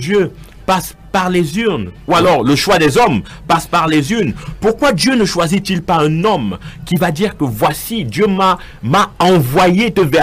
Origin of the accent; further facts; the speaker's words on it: Cameroon; parce que nous sommes Camerounais